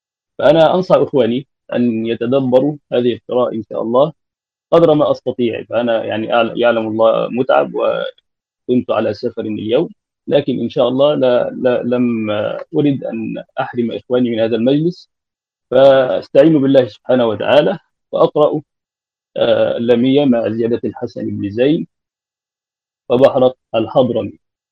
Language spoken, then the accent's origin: Arabic; Egypt; عندنا في مصر لا يعتنون بهذه المنظومات